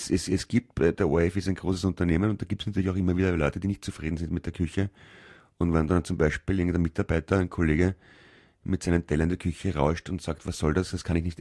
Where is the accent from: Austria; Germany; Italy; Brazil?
Italy; German is a second language; Ich bin Italiener, wie Sie.